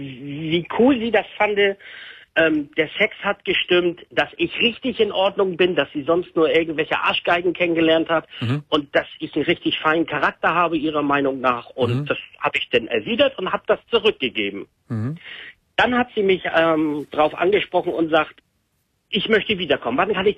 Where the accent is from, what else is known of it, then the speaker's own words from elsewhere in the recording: Germany; Und ich bin da aufgewachsen und ich bin ja eigentlich Deutscher, ich bin ja deutsch aufgewachsen